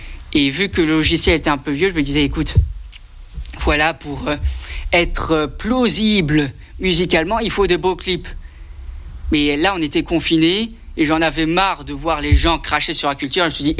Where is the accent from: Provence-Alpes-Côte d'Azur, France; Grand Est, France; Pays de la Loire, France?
Grand Est, France; c'est là où j'ai grandi avec ma famille. Quoi, les Vosges, si je dis je viens pas des Vosges, c'est presque un suicide familial.